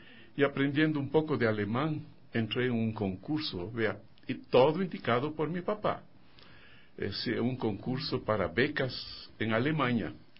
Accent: Quito, Pichincha, Ecuador; tal vez la forma como aconteció mi infancia es de todo mundo aquí en Quito, ¿no? Yo nací en San Juan

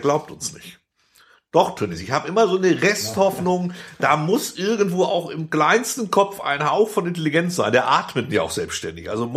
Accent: West Germany, Germany; Mann, ich bin Westdeutscher.

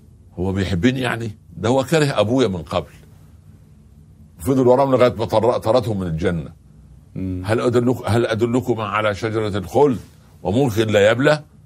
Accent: Egypt; ده الفلاح عندنا في مصر

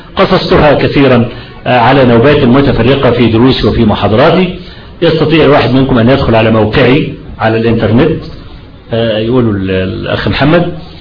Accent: Kafr El Sheikh, Kafr El Sheikh Governorate, Egypt; لان انا من ابناء كفر الشيخ وسأكون أكثر تأثيرا

